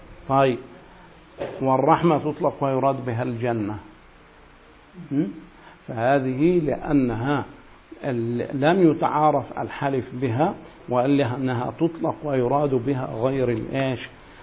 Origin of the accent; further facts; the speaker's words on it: Egypt; يعني عندنا في مصر كثير من الناس تحلف بالقرآن